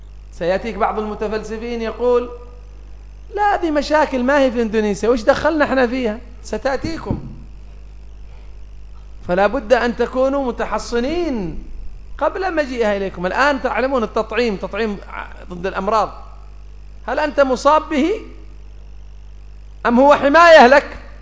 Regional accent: Yemen; عندنا في اليمن كان من يقول

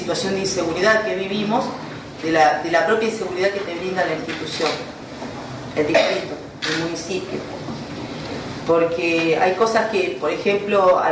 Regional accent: Tigre, Buenos Aires Province, Argentina; Soy de Tigre, hace 43 años que vivo en Tigre.

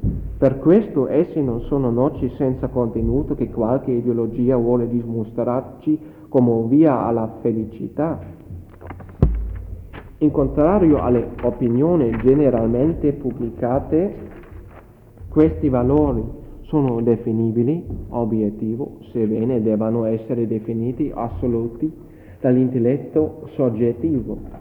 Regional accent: Germany; Italian is a second language; Ci saranno sicuramente qualche errore, perché è molto difficile per me, come tedesco, fare una relazione in italiano.

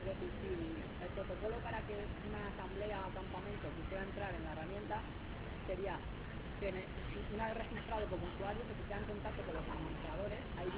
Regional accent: Alicante, Valencian Community, Spain; somos de Alicante.

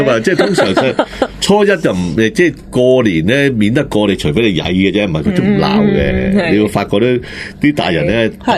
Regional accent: Guangdong, China; 我哋广东人咧食嗰个汤圆咧会用番薯糖水做底噶嘛，

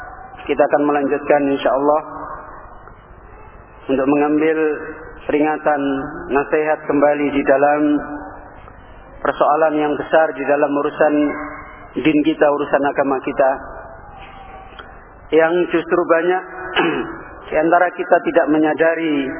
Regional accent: Semarang, Central Java, Indonesia; kampung saya itu di Semarang. Kalau antum mungkin pernah namanya Desa Tambak Lorok. Pernah dengar mungkin. Itu di Semarang itu pusatnya preman.

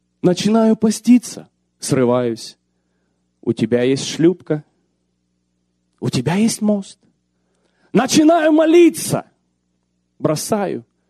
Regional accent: Ukraine; ну, мы умные люди, я тоже украинец, тоже там вырос.

